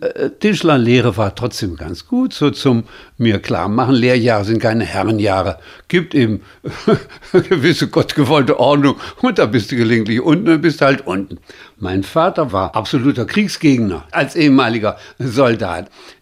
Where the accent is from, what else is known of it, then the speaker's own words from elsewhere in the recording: Magdeburg, Saxony-Anhalt, Germany; born there; also born or lived in Düsseldorf; aber dann bin ich eben zunächst in Magdeburg zur Welt gekommen, dann haben wir kurz in Düsseldorf gelebt